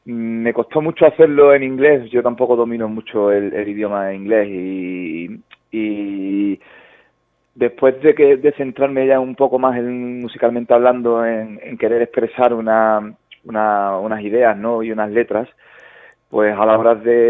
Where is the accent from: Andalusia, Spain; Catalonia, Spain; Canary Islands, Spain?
Andalusia, Spain; Huelva; now in Burgos, Spain; porque somos de Burgos, sí, sí. Aunque yo soy de Huelva, llevo aquí 3 años así aproximadamente.